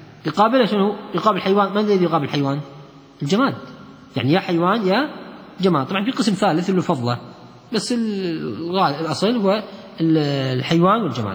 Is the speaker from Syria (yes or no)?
no; Kuwait; المسلة هي اللي احنا نسميها عندنا في الكويت الميبر